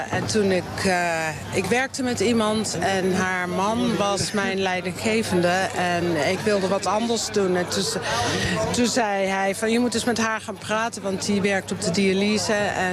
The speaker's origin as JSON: {"language": "Dutch", "town": "Nijmegen", "region": "Gelderland", "country": "Netherlands", "tie": "born or raised there", "lives_now": "Maarssen, Netherlands", "said": "Ik ben geboren en getogen Nijmeegse. Ik woon nu in Maarsen."}